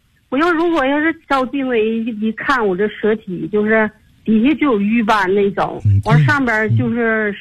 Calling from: Tianjin, China; 我来自天津河西区。

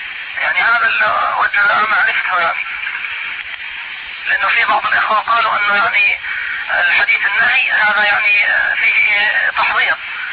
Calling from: Mecca, Makkah Province, Saudi Arabia; الشيخ احنا بنكلمك يعني من مكة

